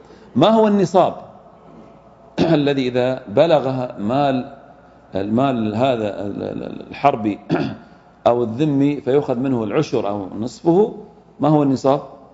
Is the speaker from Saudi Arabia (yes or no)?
yes; Saudi Arabia; ولله الحمد إحنا عندنا في السعودية الآن لا يوجد إيش؟ أهل ذمة